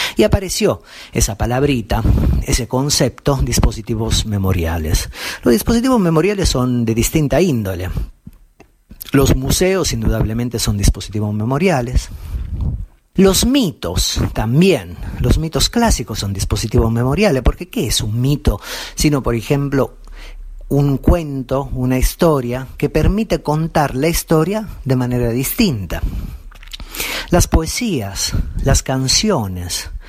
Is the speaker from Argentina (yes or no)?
yes; Argentina; nos recuerda cada vez que lo cantamos que somos argentinas, somos argentinos